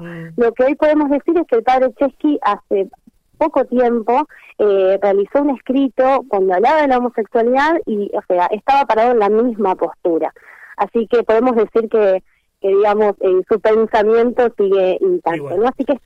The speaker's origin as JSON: {"language": "Spanish", "town": "San Jorge", "region": "Santa Fe", "country": "Argentina", "said": "yo soy de San Jorge, acá en la televisora local"}